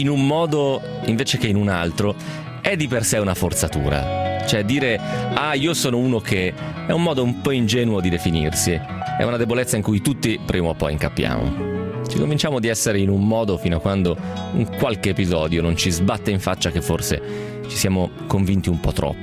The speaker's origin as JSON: {"language": "Italian", "region": "Piedmont", "country": "Italy", "said": "Albenga, che è una città nota dalle mie parti, cioè nel Novarese, nel Basso Piemontese"}